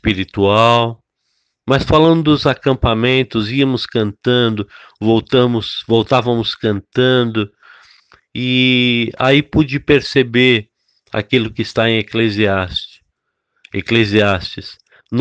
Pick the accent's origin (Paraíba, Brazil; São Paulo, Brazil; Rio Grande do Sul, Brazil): São Paulo, Brazil; Fiquei lembrando lá da Igreja Metodista no Brás, onde fui criado